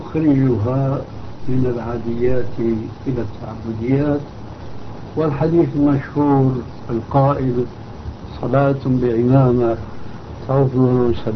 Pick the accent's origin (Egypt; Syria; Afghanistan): Syria; المقصود عندنا في سوريا مثلا يسمونه الشاروخ أو يسمونه الصندل